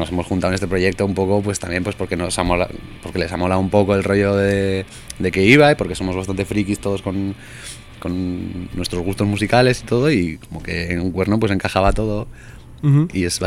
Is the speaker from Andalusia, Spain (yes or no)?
no; San Sebastián, Basque Country, Spain; now in Madrid, Spain; cuando llego a Madrid, porque yo soy de Donosti